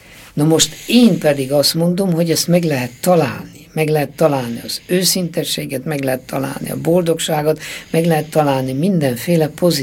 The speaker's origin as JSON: {"language": "Hungarian", "region": "Székely Land", "country": "Romania", "said": "én pedig székely vagyok, nekem húst kellene."}